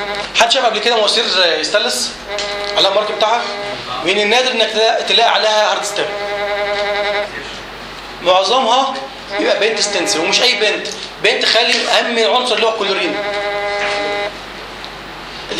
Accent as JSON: {"language": "Arabic", "country": "Egypt", "said": "احنا عندنا في مصر عايزين ننجز"}